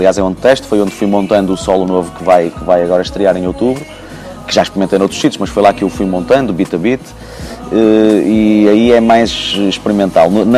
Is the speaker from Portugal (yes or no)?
yes; Braga, Norte, Portugal; now in Porto, Portugal; eu que vim de Braga para o Porto, fizemos o percurso inverso